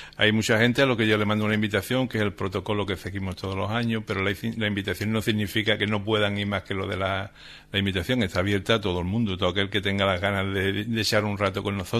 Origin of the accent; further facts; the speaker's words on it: Cádiz, Andalusia, Spain; como decimos los gaditanos.